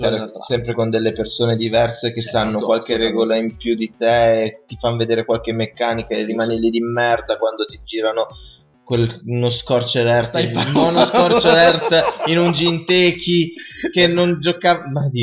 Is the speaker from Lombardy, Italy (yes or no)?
yes; Vigevano, Lombardy, Italy; noi siamo di Vigevano, una città sperduta a 30-35 km da Milano